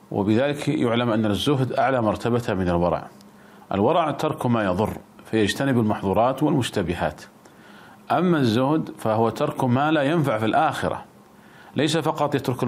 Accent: Saudi Arabia; يعني مثلا عندنا في المملكة العربية السعودية

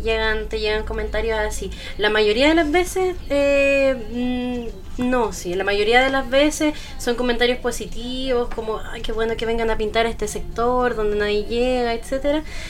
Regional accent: Castro, Los Lagos, Chile; de donde soy yo, que es de Castro.

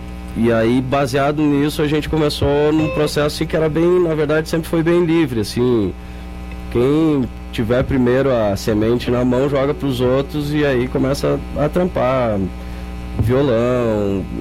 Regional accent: Rio Grande do Sul, Brazil; a gente saiu lá do Rio Grande do Sul, viemos gravar em Goiânia

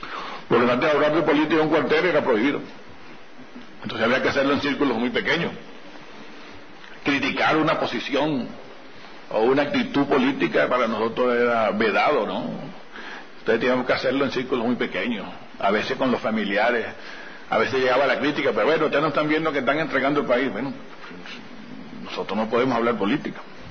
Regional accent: Venezuela; Y uno viene de esos pueblos. Yo vengo de Bocaro Alto, yo vengo de esos montes donde hubo represión y hubo guerrilla y hubo enfrentamientos

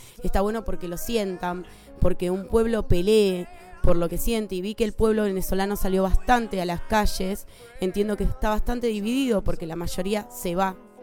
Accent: Argentina; simplemente soy una argentina viéndolos de afuera

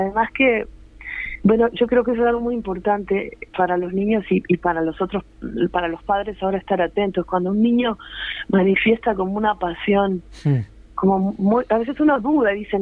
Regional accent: Quito, Pichincha, Ecuador; Nos fuimos a vivir a Ecuador, o sea que en realidad yo me crié en Quito, Ecuador, que fue donde viví 10 años, toda mi infancia

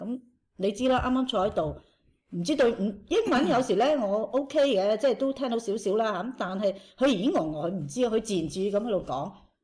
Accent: Australia; 我话我系澳洲人嚟噶，我唔需要走

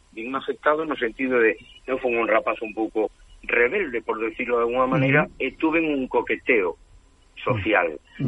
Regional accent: Portas, Galicia, Spain; Centro unha presentación ali, no meu pobo, precisamente.

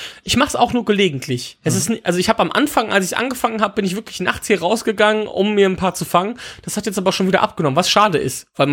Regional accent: Wipperfürth, North Rhine-Westphalia, Germany; Ja, es könnte jetzt auch meine Heimatstadt Wipperfürth sein, die liegt aber leider nicht in den USA.

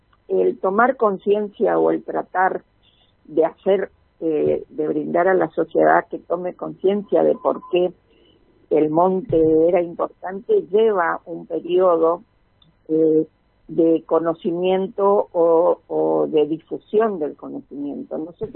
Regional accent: Chaco, Argentina; yo soy chaqueña nacida en el Chaco y mis padres son chaqueños antes de que fuera provincia, o sea, tengo una identidad bien concreta con respecto a lo que representa el Chaco.

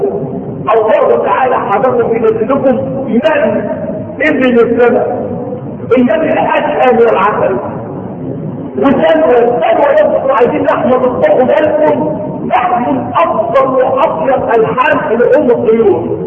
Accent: Egypt; مشتقة اصلا من كلمة قرآنية قديمة بنخطر احنا فيها كمصريين

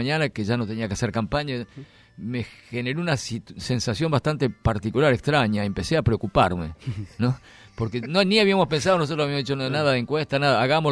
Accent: General Pico, La Pampa, Argentina; Yo cubrí como periodista la elección de Cámpora en el 73 en mi pueblo, en General Pico, en La Pampa.

